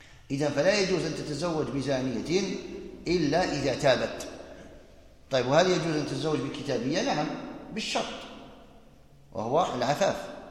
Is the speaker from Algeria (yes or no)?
yes; Algeria; يعني عندنا في الجزائر المساجد كثيرة